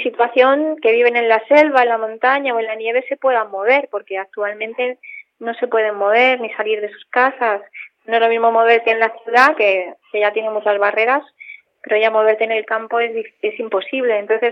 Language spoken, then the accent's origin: Spanish; Spain; Barcelona, por ser las primeras, por ser en mi país